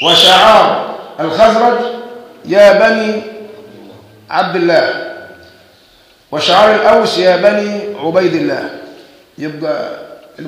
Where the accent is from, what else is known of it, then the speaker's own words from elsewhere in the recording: Egypt; بس احنا كمصريين دمنا خفيف